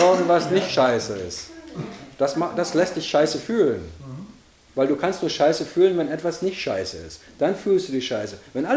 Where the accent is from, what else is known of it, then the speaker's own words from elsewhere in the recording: Weser area, Germany; Ich bin an der Weser groß geworden, ich weiß, wovon ich rede.